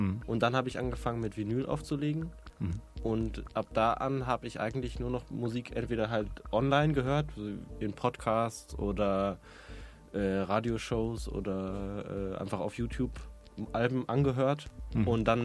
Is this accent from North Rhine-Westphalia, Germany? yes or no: yes; Dortmund, North Rhine-Westphalia, Germany; war ich 1,5 Jahre in Dortmund, wo ich herkomme, in Resident DJ.